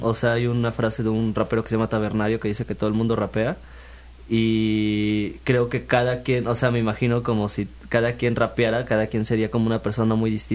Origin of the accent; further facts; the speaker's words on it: Xalapa, Veracruz, Mexico; Soy de aquí, de Jalapa. De originario Jalapa. De Jalapa, Veracruz.